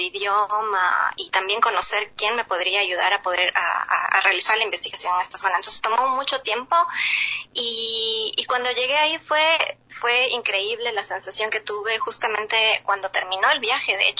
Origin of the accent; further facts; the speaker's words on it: Ecuador; para mí, que crecí y viví en Ecuador toda la vida